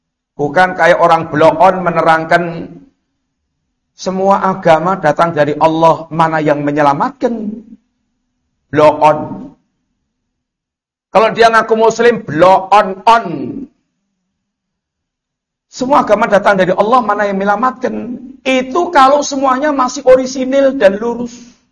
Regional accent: Java, Indonesia; Yang mungkin kita orang Jawa bilang itu ketok enak

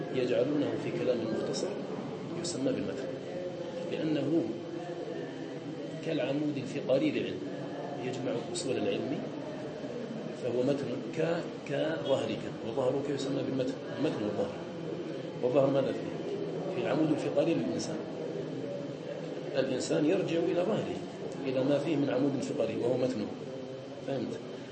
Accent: Algeria; كان الناس عندنا في الجزائر

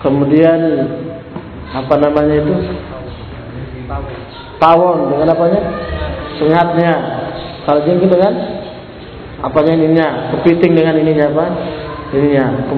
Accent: Sulawesi, Indonesia; Itu kan nah, bagi kita orang Sulawesi tidak terbiasa.

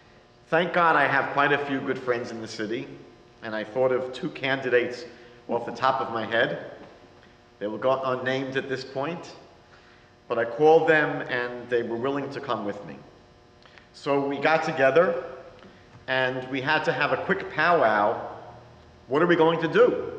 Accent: New York, United States; accent: New York; now in Toronto, Canada; I moved to Toronto about 22 years ago. You can tell from my accent from New York.

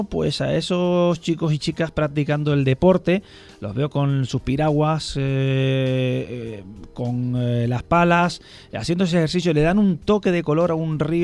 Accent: Canary Islands, Spain; que se vayan a mi tierra. Ahí sí están todo el año. Además, hay una playa que se llama la Playa de las Teresitas.

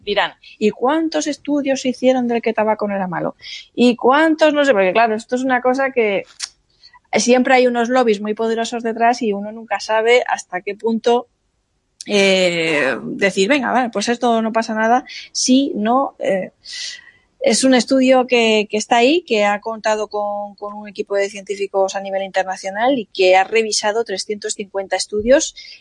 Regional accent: Alicante, Valencian Community, Spain

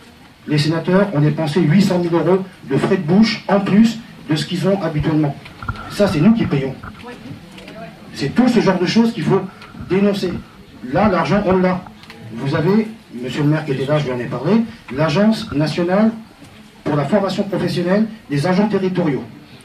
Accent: Cigogné, Centre-Val de Loire, France; Moi, je suis de Cigogné, donc je suis du coin, je suis pas de Langers, partout, etc. Je suis du coin.

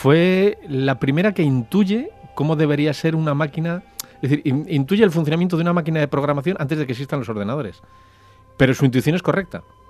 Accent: Spain; yo sé que soy español

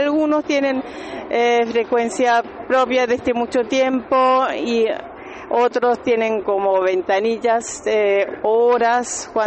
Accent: Berlin, Germany; soy de Berlín y soy integrante de una productora

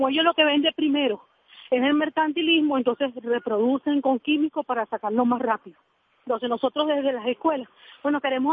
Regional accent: Venezuela; aportar lo que nos corresponde como deber, como venezolanos a nuestro país

